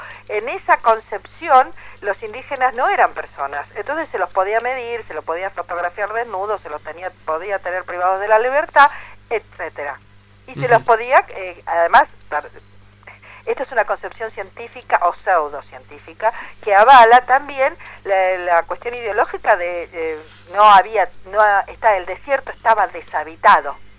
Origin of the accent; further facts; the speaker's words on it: La Plata, Buenos Aires Province, Argentina; yo soy platense, nacida, criada, tengo 56 años